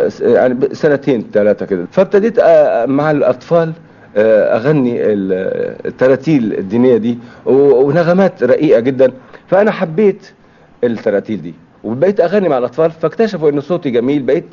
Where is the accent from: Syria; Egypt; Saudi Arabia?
Syria; As-Suwayda Governorate; ودخلوا في حرب مع الفرنسويين عشان يحرروا بلادنا سوريا وجبل الدروز